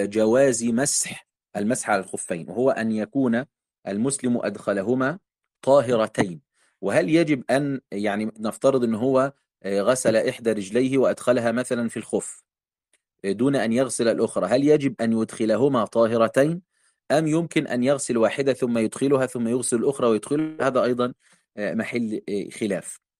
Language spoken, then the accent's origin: Arabic; Egypt; الكعب عندنا في مصر